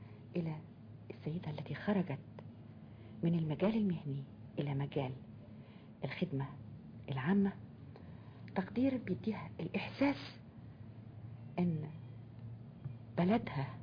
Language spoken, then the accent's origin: Arabic; Egypt; أنا مصري، مصرية، أحب بلدي